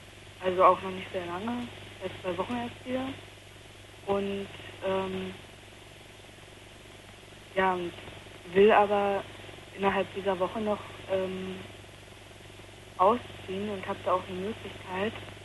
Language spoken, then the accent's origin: German; Potsdam, Brandenburg, Germany; moved away; also born or lived in North Rhine-Westphalia; ich komme eigentlich eben aus Potsdam und bin nach Nordrhein-Westfalen und da habe ich dann noch halt ein halbes Jahr ungefähr noch weiter da gewohnt, also habe mir da eine Wohnung genommen, also ein Zimmer in der WG